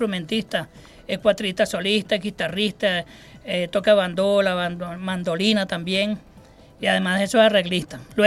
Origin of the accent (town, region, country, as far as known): Caracas, Capital District, Venezuela; born there